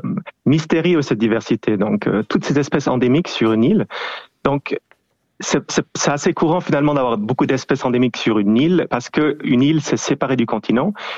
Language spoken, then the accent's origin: French; Switzerland; en tant que Suisse, on va dans les Alpes